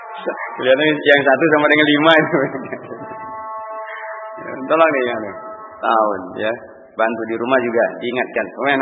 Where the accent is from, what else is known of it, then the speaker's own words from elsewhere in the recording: Sumatra, Indonesia; Kami orang Sumatera dulu dapat kayak gitu.